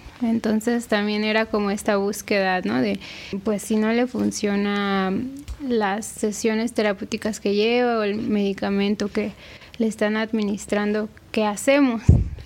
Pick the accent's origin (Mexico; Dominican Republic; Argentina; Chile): Mexico; Mexico City; Yo crecí en Coajimalpa, aquí en la Ciudad de México, es en la zona poniente, y pues siempre hace mucho frío allá, hay mucho bosque, hay mucha agua, montañas, ¿no? Lugares que son muy húmedos y fríos.